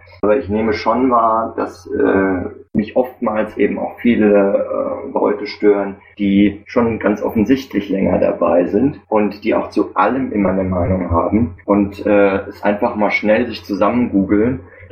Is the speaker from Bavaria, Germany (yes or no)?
no; Frankfurt, Hesse, Germany; Ich bin aus Frankfurt.